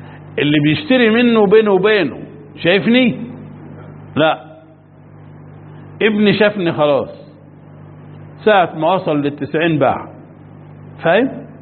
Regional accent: Egypt; مش فاهم، وانا مصري زيك بس مش فاهم

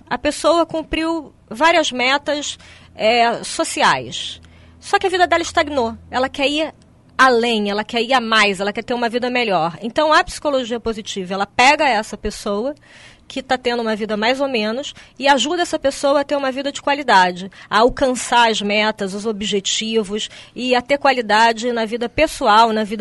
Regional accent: Brazil; E nós, como brasileiros, nós temos a honra de estar sediando esse evento aqui em Foz

